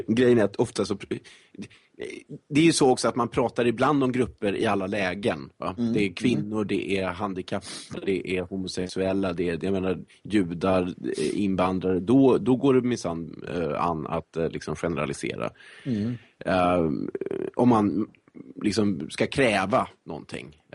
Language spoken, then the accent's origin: Swedish; Sweden; man skäms alltså som svensk när man hör detta.